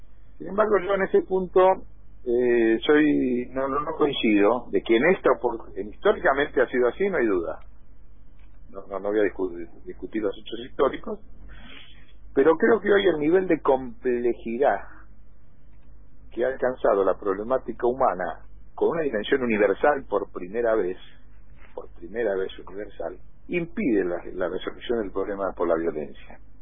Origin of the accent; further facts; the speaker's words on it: Argentina; ¿Cuántas veces más productivos somos los argentinos en 100 años?